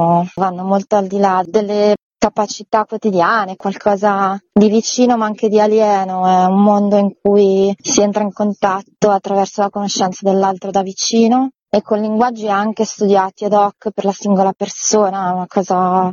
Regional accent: Marche, Italy; c'è stato un bando nella regione Marche, io sono marchigiana, per raccontare con un film delle eccellenze del territorio.

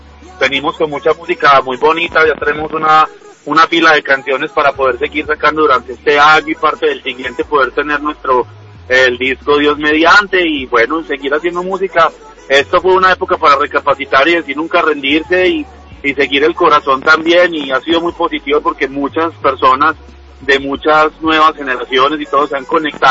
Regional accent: United States; yo nací en Estados Unidos y crecí allá cierta parte de mi vida

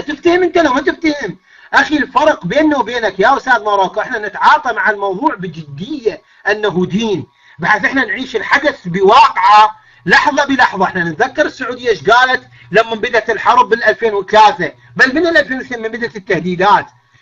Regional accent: Iraq; اقول لك لا والله اخي انا مو مصري، انا عراقي

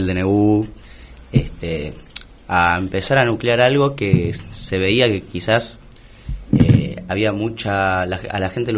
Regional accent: Buenos Aires, Argentina; a mí que particularmente soy de Mataderos y creo que en el barrio de Mataderos hay mucho sentido de pertenencia hacia el barrio

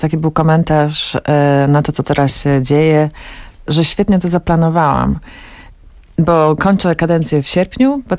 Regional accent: Głogów, Lower Silesian Voivodeship, Poland; mam dwóch starszych braci, byłam najmłodsza i urodziłam się w Głogowie, tam mieszkałam.

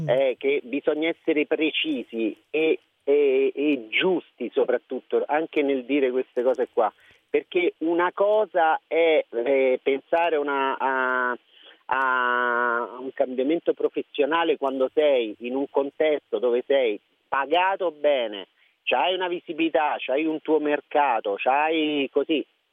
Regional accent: Lazio, Italy; io sono dei Castelli Romani, ho iniziato da questa televisione piccolissima

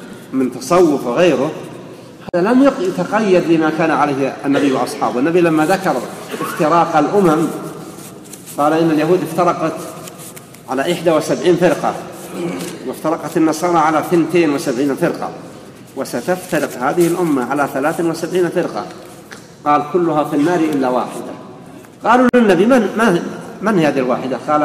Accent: Riyadh, Riyadh Province, Saudi Arabia; قبل أن يأتي منهم أحد عندنا في الرياض

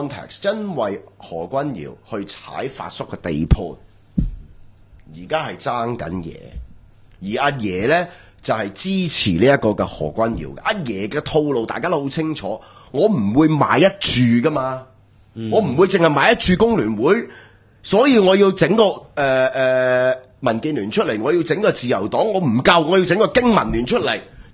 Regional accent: Hong Kong; 你唔好呃我哋香港人

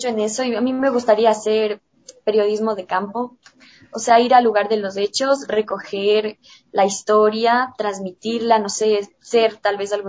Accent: Ecuador; como ecuatorianos, no tenemos esa cultura de consumir arte

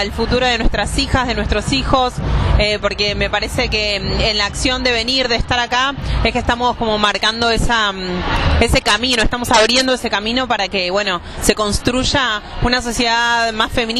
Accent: Villa Urquiza, Buenos Aires, Argentina; soy de Villa Urquiza

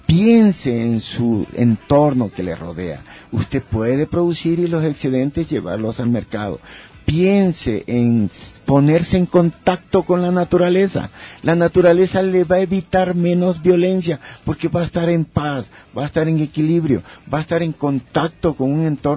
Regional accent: Esmeraldas, Ecuador; Yo soy de Esmeraldas y allá, si tú puedes ir a ver, tenemos nuestros huertos orgánicos.

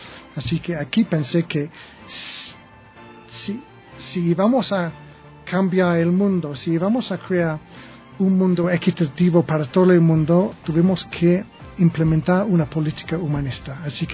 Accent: England, United Kingdom; Spanish is a second language; now in Ecuador; soy inglés, yo... Tengo este año 50 años y yo me defino como un humanista

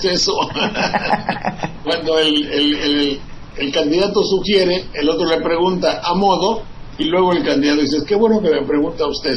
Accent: Boca del Río, Veracruz, Mexico; ¿A qué fue en mi tierra?

